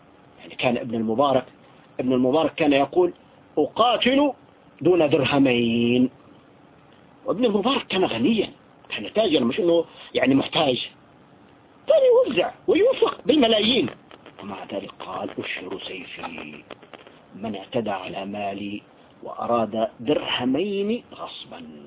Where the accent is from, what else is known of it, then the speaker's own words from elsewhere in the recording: Syria; يعني نحن عندنا في سوريا